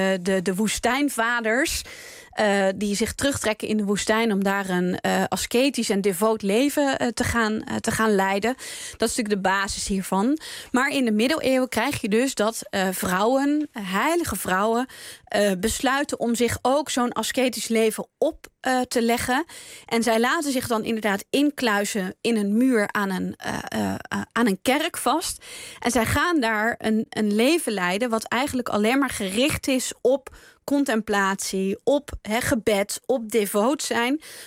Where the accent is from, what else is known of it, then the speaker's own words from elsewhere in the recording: Utrecht, Netherlands; Ik kom uit Utrecht en ik heb daar ook gestudeerd.